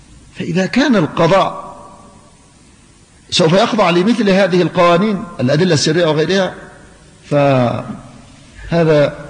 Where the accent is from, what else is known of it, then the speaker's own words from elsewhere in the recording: Yemen; فأنا مواطن يمني